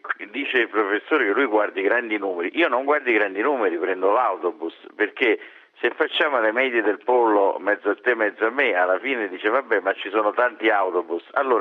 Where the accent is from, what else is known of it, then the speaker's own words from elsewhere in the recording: Salerno, Campania, Italy; born there; A Salerno, perché io sono nato a Salerno e spesso ci torno